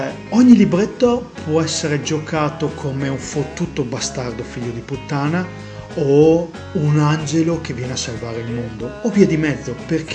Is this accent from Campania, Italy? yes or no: no; Verona, Veneto, Italy; Ah, sono di Verona, Veneto